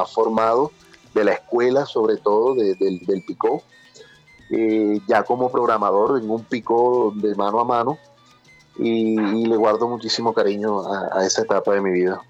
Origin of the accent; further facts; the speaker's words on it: Barranquilla, Atlántico, Colombia; el Gran Biónico es un pico, un turbo que existe en el barrio San José, muy cerca de allá, pues donde yo me crié, en Barranquilla, muy cerca de la casa de mi padre.